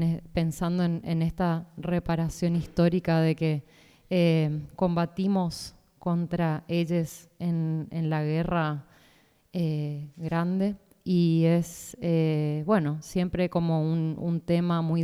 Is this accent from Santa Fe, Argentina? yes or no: no; Corrientes, Argentina; soy correntina, así que se imaginarán ahí muy pegadita a Paraguay. Mi relación es de un acento muy parecido, de una cultura gastronómica y también musical